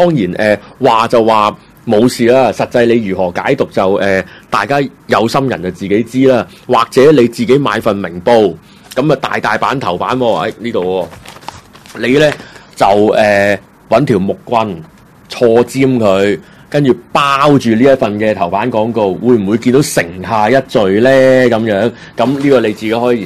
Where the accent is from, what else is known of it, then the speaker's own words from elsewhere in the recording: Hong Kong; 只要咁我哋香港人香港有个大陆佬